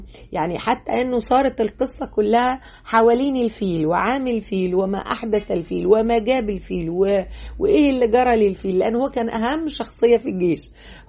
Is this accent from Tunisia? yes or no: no; Egypt; مفروض احنا بقى كمصريين نهتم بهذا البعد بتاعنا